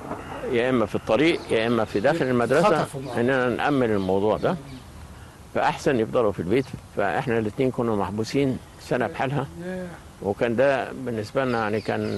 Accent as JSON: {"language": "Arabic", "town": "Heliopolis", "region": "Cairo Governorate", "country": "Egypt", "tie": "born there", "said": "انا اتولدت في مصر الجديده."}